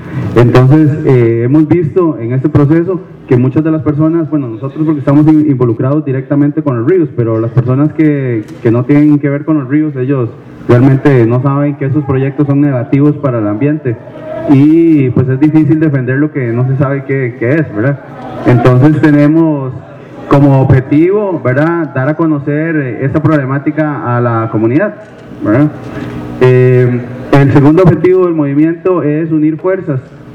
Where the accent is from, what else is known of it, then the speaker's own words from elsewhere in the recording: Turrialba, Cartago, Costa Rica; vengo de Costa Rica, de un pueblo que se llama Turrialba